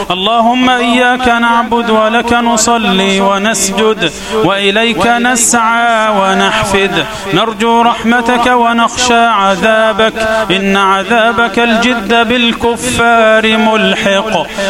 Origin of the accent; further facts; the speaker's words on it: Egypt; اللهم اجعل بلدنا مصر أمنا أمانا، سخاء رخاء